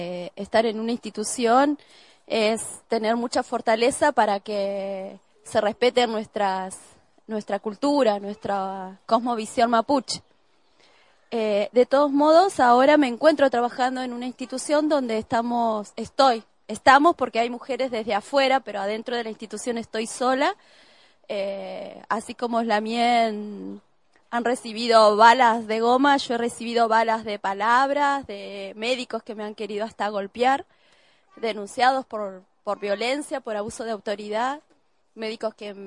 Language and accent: Spanish; Cutral Có, Neuquén, Argentina; born there; now in General Roca, Argentina; Nací en Cutralcó y vivo hace 14 años en Fisquemenuco, que así lo llamamos antiguamente, lo mal llamado General Roca. Sí